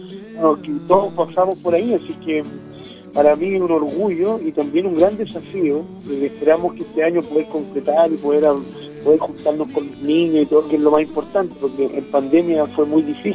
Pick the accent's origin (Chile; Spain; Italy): Chile; San Bernardo, Santiago Metropolitan Region; born there; now in Castro, Chile; Yo nací en San Bernardo.